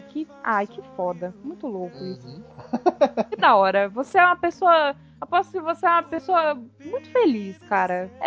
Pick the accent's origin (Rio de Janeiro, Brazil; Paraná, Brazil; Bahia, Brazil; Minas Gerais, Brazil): Minas Gerais, Brazil; Eu sou mineira.